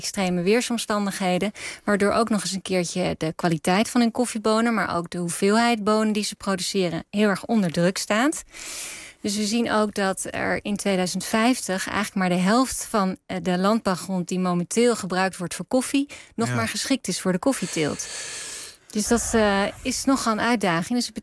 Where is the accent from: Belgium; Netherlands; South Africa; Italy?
Netherlands; En als Nederlanders zijn we ook heel erg dol op koffie.